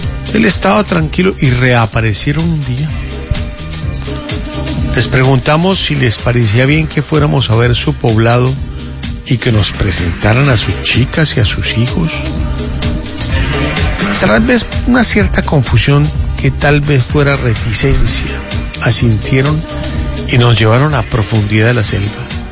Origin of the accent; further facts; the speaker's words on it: Colombia; Somos colombianos, no argentinos.